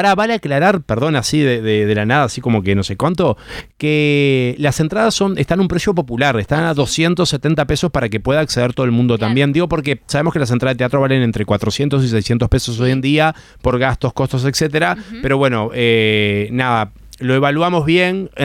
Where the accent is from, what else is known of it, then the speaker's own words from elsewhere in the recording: Uruguay; como cual uruguayo dije, una clase gratis, voy a ir